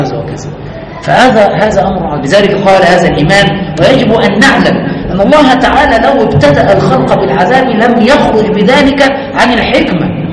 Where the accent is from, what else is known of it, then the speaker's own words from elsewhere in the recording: Egypt; الثانوية العامة في ثالثة ثانوي يعني عندنا في مصر